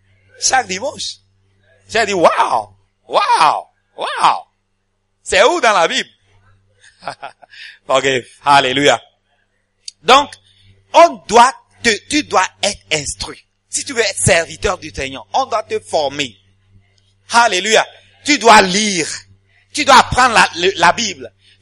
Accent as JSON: {"language": "French", "country": "Ghana", "said": "moi j'ai un diplôme, je viens du Ghana, un diplôme bilingue anglais-français, et vous commencez à parler anglais."}